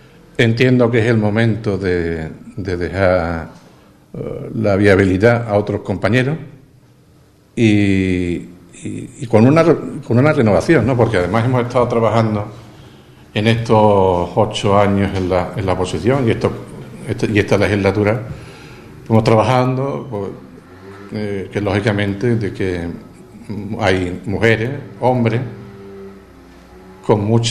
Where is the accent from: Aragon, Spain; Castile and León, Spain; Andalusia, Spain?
Andalusia, Spain; Ubrique; agradecer de corazón el apoyo que siempre los ubriqueños me han dado. Eso es un verdadero orgullo, haber defendido los intereses de mi pueblo.